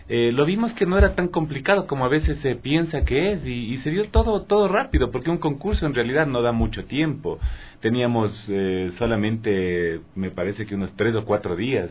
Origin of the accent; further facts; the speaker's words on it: Ecuador; resalte nuestra identidad propia como ecuatorianos